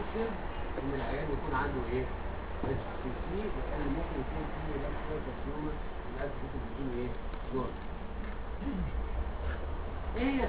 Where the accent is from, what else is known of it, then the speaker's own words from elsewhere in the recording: Egypt; اللي هو مهم جدا بقى عندنا في مصر